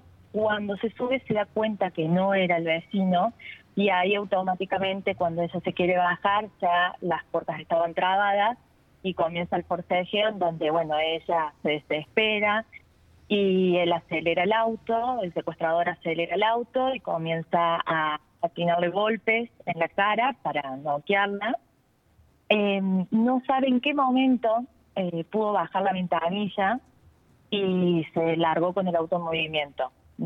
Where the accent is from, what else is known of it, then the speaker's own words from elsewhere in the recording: Villa Allende, Córdoba, Argentina; yo soy de Villa Allende, fue a la vuelta de mi casa